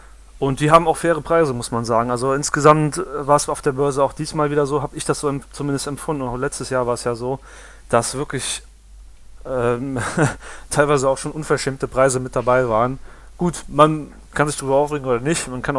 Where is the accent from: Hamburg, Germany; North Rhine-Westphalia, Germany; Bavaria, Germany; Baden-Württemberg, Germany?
North Rhine-Westphalia, Germany; Düsseldorf; Wir kommen ja alle aus Düsseldorf